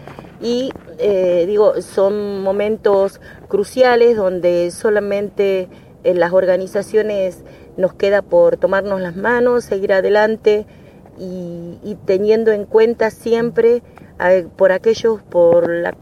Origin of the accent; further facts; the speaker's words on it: Salta, Argentina; soy de Salta, también tenemos una radio comunitaria